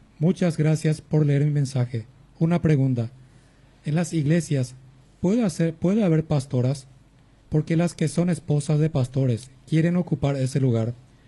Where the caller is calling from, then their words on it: Concepción, Paraguay; soy de Concepción, barrio San Roque.